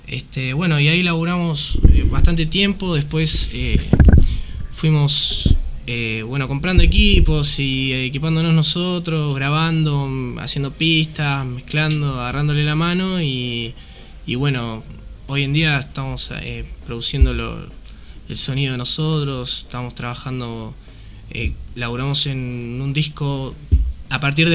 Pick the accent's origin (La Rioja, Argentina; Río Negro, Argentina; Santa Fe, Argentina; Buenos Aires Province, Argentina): Buenos Aires Province, Argentina; Mar del Plata; nosotros somos de Mar del Plata